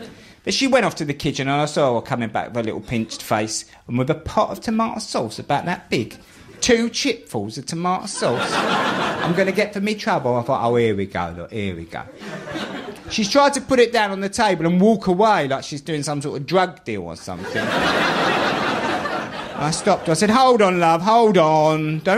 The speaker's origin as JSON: {"language": "English", "region": "London", "country": "United Kingdom", "tie": "born or raised there", "accent": "Cockney", "said": "I'm a Cockney. I grew up on a council estate in the East End of London."}